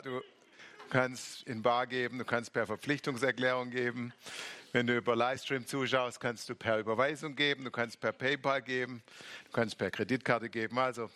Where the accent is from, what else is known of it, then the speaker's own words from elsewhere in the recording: Baden-Württemberg, Germany; Jetzt habe ich wieder als Schwabe ein schwäbisches Wort gelernt.